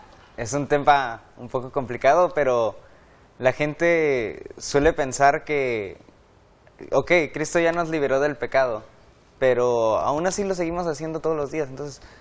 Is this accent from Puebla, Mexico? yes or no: no; Río Bravo, Tamaulipas, Mexico; tengo 19 años, estudio licenciatura en Teología y soy de Río Bravo, Tamaulipas.